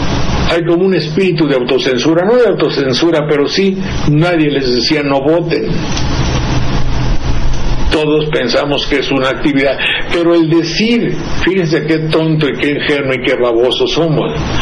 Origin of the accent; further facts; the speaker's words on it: Mexico; porque yo soy un mexicano de cultura media